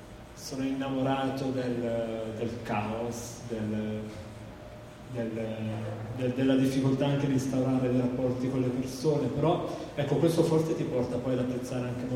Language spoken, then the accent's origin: Italian; Apulia, Italy; now in Milan, Italy; Poi io sono salentino appunto, e in quegli anni ero spessissimo giù, perché o stavo dai nonni quando ero più piccolo per tanti mesi